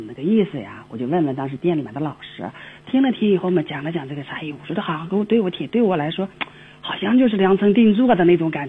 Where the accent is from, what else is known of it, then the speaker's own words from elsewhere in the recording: Taiyuan, Shanxi, China; 我是太原的嘛，